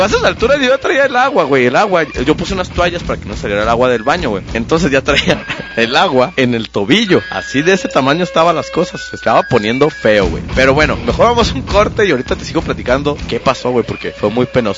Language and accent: Spanish; Mexico; Como soy mexicano, güey, revolví la casa de atrás para adelante